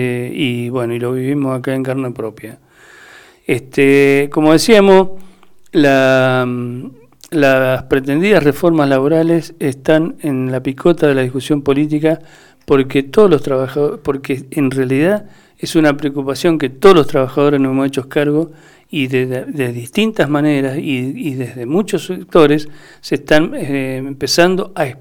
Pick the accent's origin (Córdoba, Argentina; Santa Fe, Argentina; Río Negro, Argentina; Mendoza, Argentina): Mendoza, Argentina; nosotros como mendocinos tuvimos la semana pasada toda una situación bastante agitada